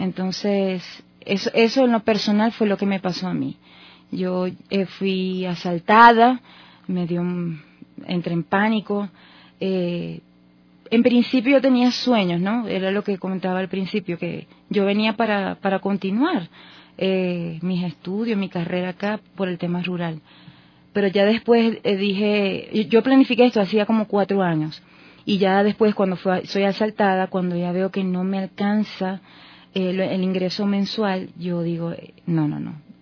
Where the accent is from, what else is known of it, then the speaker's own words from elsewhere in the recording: Maracaibo, Zulia, Venezuela; also born or lived in Barquisimeto; soy venezolana de una costa que se llama Zulia. La gente la conoce mucho como Maracaibo, es su capital. Allí estudié, allí hice gran parte de mi vida. Me crecí, estudié, luego me fui a la ciudad de Barquisimeto y a estudiar, a trabajar.